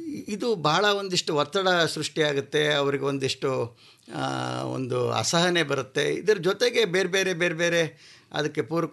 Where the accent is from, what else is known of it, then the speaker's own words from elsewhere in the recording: Sakleshpur, Karnataka, India; sir, ನಾನು ಸಕಲೇಶ್ಪುರ, ಹಾಸನ್ ಜಿಲ್ಲೆ